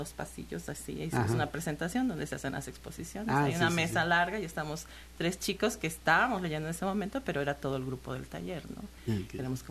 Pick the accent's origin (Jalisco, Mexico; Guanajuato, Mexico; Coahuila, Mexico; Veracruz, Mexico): Veracruz, Mexico; Xalapa; es una manera de estar en contacto con Jalapa, que es pues mi ciudad de origen y aquí es mi centro de alguna forma.